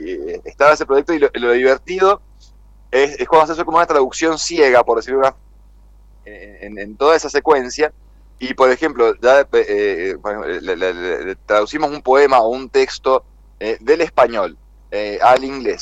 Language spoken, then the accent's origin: Spanish; Argentina; tenemos el orgullo, así como argentinos, campeones del mundo